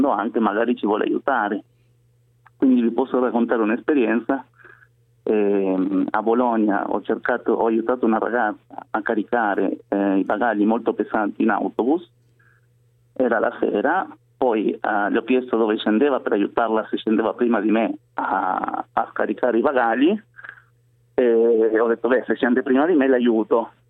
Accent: Argentina; now in Parma, Italy; Sono argentino.

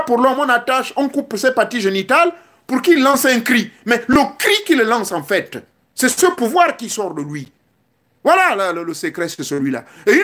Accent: Gabon; chez moi au Gabon

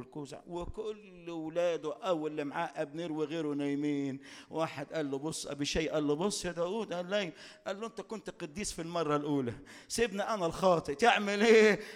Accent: Upper Egypt, Egypt; عندنا في الصعيد معروفة قوي الحكاية دي

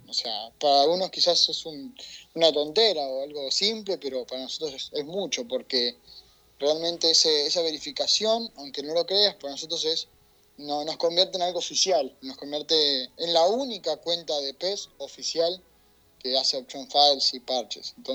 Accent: Argentina; acá en Argentina, uh-huh, yo me estaba por ir a trabajar, y tenemos un grupo de la administración donde somos 3 argentinos

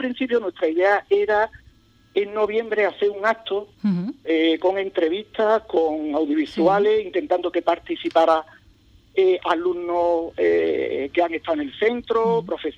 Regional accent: Madrid, Community of Madrid, Spain; born there; yo nací, mis padres son de Ubrique, ¿no? Yo nací en Madrid por cuestiones laborales de ellos

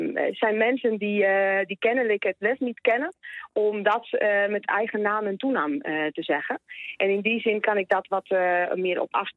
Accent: Spain; Dutch is a second language; now in Netherlands; Kijk, ik kom uit Spanje vandaan oorspronkelijk. Ik ben opgegroeid in de eerste jaren van het terrorisme in Spanje.

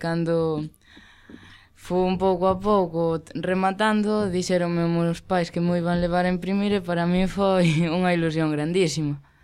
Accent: Ourense, Galicia, Spain; veño de Ourense, teño 13 anos.

